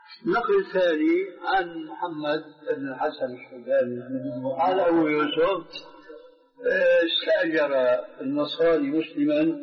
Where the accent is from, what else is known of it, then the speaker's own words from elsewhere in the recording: Syria; كلنا نحن سوريين